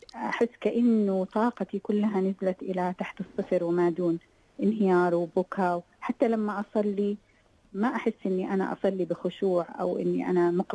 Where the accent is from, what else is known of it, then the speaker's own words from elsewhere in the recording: Saudi Arabia; أنا سعودية وهو غير سعودي.